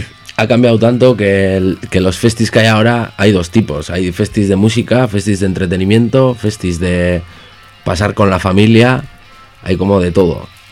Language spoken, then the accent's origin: Spanish; Barakaldo, Basque Country, Spain; eres de Baracaldo como yo y vives de Leioa